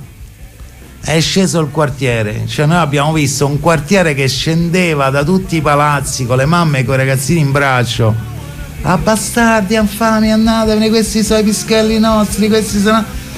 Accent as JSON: {"language": "Italian", "town": "Rome", "region": "Lazio", "country": "Italy", "said": "noi devi calcolare che avevamo 17-18 anni, veniamo anche da quartieri popolari, perché io sono di Testaccio"}